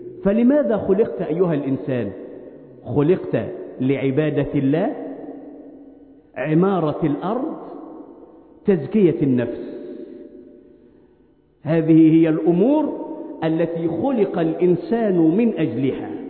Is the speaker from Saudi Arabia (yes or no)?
no; Egypt; اللهم احفظ بلادنا مصر من كل مكروه وسوء